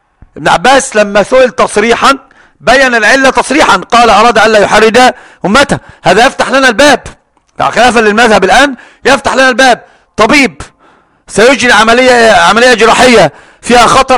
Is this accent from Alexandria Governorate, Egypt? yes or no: yes; Alexandria, Alexandria Governorate, Egypt; مطار برج العرب عندنا في الإسكندرية